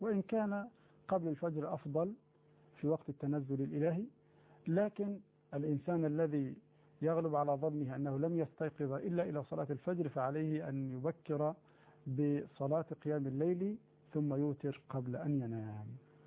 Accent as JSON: {"language": "Arabic", "country": "Egypt", "said": "الفراشة عندنا في مصر معناها الخيام أو السرادقات التي تصنع في الأفراح والمناسبات"}